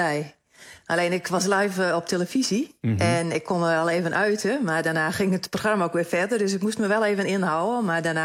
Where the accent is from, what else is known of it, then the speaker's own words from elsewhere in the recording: Ameland, Friesland, Netherlands; Ja, ik ben opgegroeid op Ameland. Ik woon er ook nog steeds.